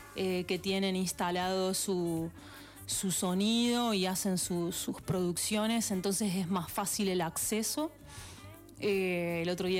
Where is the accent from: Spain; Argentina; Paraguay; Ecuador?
Argentina; Villa Mercedes, San Luis; Somos de Villa Mercedes.